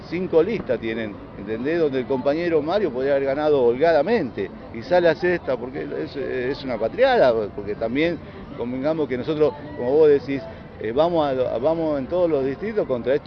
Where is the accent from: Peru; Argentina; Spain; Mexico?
Argentina; Santa Cruz; born there; soy nacido en Santa Cruz, aparte, y conozco las obras desde allá.